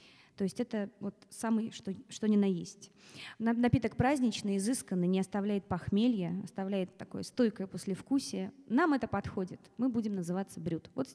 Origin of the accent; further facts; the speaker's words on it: Smolensk, Smolensk Oblast, Russia; Я родилась в городе Владивостоке, в семье актеров, и очень много переезжала по стране, выросла, в конце концов, в Смоленске, он же считается моим родным городом.